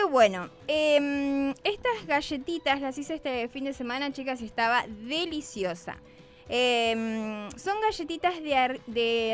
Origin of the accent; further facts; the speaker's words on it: Misiones, Argentina; yo me crié en Misiones, en el campo, entonces era más difícil el acceso a todo